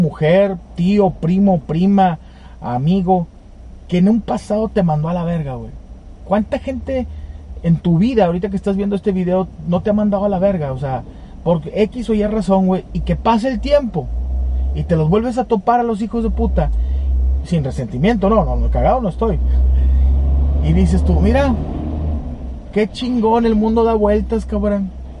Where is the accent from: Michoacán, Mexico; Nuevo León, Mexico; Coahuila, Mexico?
Nuevo León, Mexico; Monterrey; Es que soy acá de Monterrey, güey, aquí está lloviendo y luego hace frío y luego hace calor